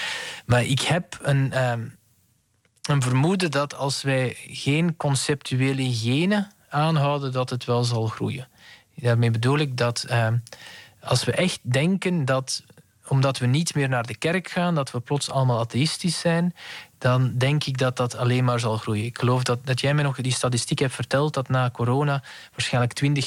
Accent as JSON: {"language": "Dutch", "country": "Belgium", "said": "Ja. Zo zijn wij Belgen dan weer."}